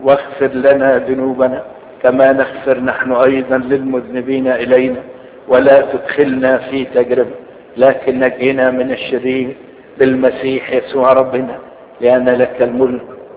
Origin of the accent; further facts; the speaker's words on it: Egypt; بنوصيك على بلادنا مصر